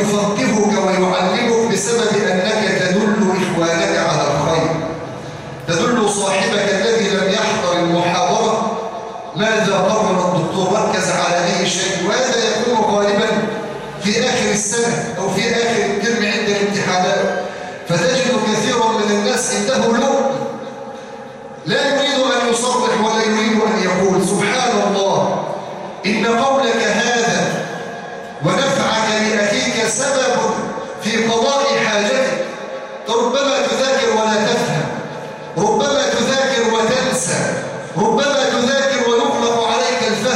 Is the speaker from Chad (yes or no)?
no; Egypt; واجعل بلادنا مصر آمنة مطمئنة سخاء رخاء